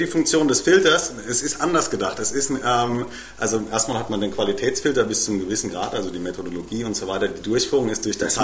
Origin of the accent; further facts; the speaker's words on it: Germany; ich bin Deutscher, ich kann kaum Spanisch